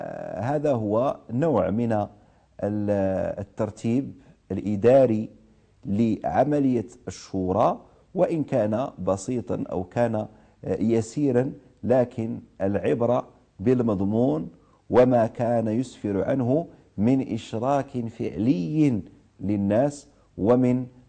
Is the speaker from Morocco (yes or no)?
yes; Morocco; لأحد المؤرخين عندنا في المغرب